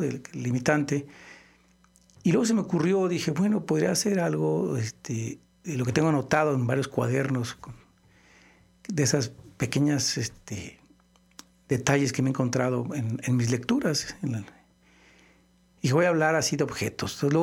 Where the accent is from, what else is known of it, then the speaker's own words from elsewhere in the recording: Morelia, Michoacán, Mexico; also born or lived in Mexico City; now in Guadalajara, Mexico; Sí, aunque soy de Morelia, moreliano. Viví bastantes años en el DF y después ya radico desde los 79 más o menos en Guadalajara.